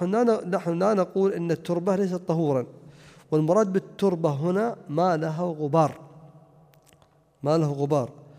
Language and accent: Arabic; Najd, Saudi Arabia; ولا يزال الناس عندنا في نجد يقولون مثل هذا